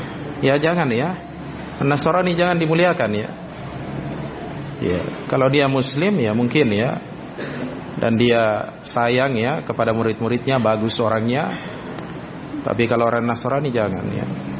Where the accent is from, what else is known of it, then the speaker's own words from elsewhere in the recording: Polewali Mandar, West Sulawesi, Indonesia; ini saya pernah alami kasus ini di daerah saya di Polman.